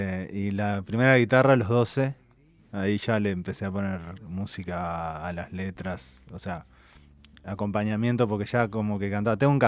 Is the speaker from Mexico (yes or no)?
no; Montevideo, Uruguay; also born or lived in El Pinar; Y soy de Uruguay, de Montevideo. Estuve viviendo muchos años en El Pinar.